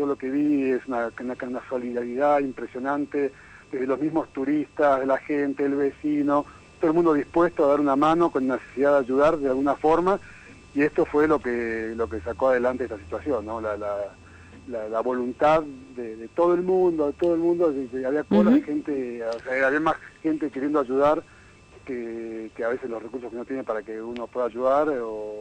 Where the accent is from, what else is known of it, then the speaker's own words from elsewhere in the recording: Buenos Aires, Argentina; born there; now in Tilcara, Argentina; Yo hace 15 años que vivo en Tilcara, la verdad soy porteño de nacimiento